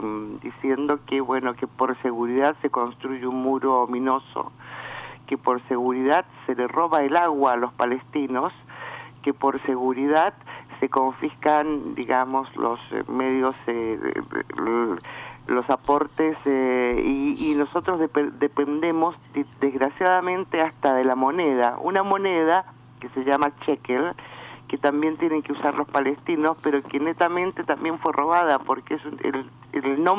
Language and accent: Spanish; Argentina; nosotros no necesitamos nada de Israel como argentinos.